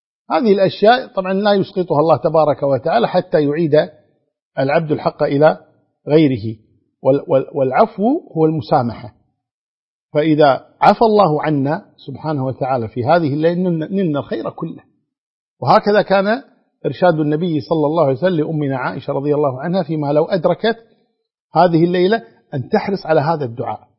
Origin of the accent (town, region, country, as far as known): Kuwait